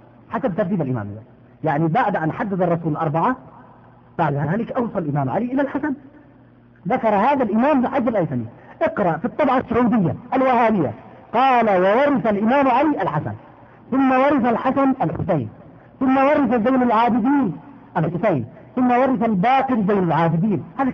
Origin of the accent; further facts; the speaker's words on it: Yemen; عندنا في اليمن